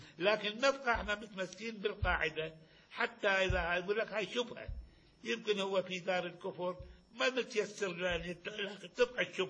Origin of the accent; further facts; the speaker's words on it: Kuwait; هذا عرفنا احنا من الكويت